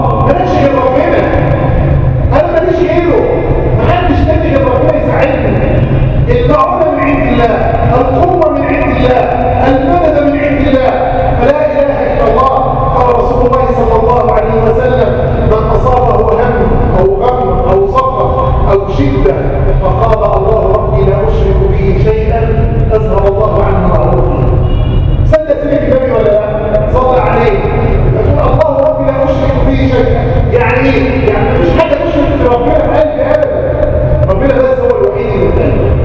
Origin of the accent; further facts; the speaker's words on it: Egypt; واحفظ بلادنا مصر وسائر بلاد